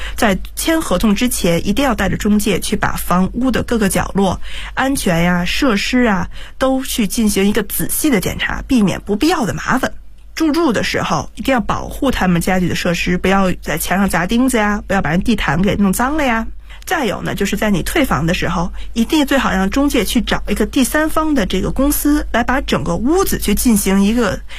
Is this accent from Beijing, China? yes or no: yes; Beijing, China; 因为毕竟我是土生土长在北京的一个孩子。